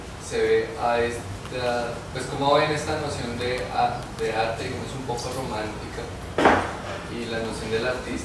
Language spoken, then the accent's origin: Spanish; Bogotá, Bogotá D.C., Colombia; born there; artista bogotano, nací en Bogotá.